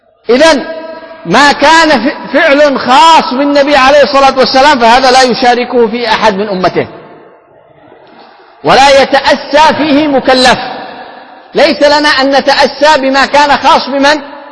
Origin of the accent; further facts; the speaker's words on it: Yemen; كما هذا هو عندنا في اليمن